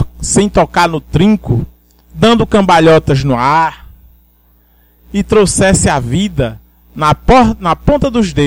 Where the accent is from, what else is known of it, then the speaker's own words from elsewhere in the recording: Triunfo, Pernambuco, Brazil; Triunfo, uma cidade do sertão onde eu brinquei minha infância e um pouco de minha adolescência toda